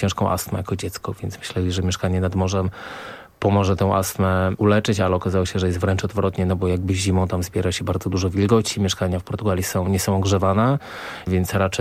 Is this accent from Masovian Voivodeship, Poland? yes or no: yes; Warsaw, Masovian Voivodeship, Poland; bo jesteśmy z Bielany, jakby tam mieliśmy mieszkanie, więc tam się wychowałem